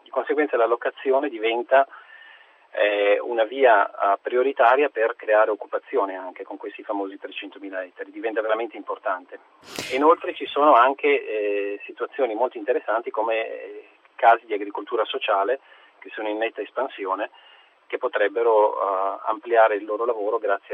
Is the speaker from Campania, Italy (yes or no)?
no; Liguria, Italy; Io vengo dalla Liguria